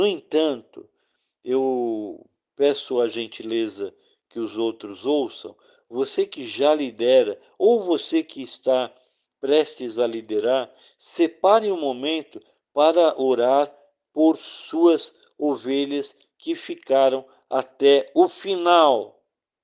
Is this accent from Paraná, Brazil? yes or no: no; São Paulo, Brazil; Eu era de São Paulo